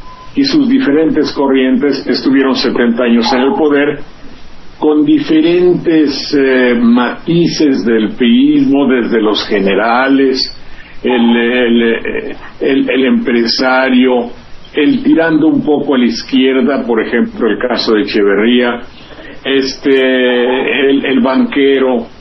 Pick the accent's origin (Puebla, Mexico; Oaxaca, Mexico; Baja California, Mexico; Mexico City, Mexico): Mexico City, Mexico; me gusta su tono de voz, porque yo soy de Las Lomas, y entonces, cuando habla como de Las Lomas, eso, hay una identidad.